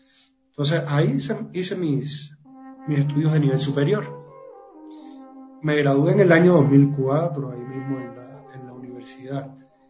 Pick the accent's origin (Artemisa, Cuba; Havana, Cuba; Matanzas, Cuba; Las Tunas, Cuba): Matanzas, Cuba; Yo soy cubano y bueno, 10 años vivo aquí en Cuba, pero bueno, comencé mis estudios a los 10 años en la Escuela de Artes de la provincia donde yo